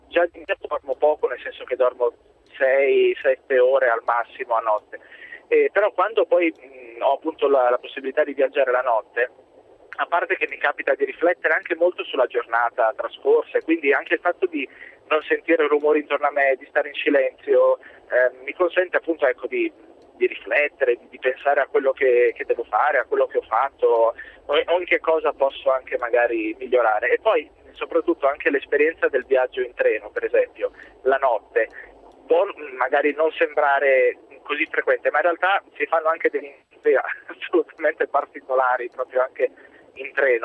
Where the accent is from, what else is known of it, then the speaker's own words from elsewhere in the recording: Milan, Lombardy, Italy; ho 31 anni, sono di Milano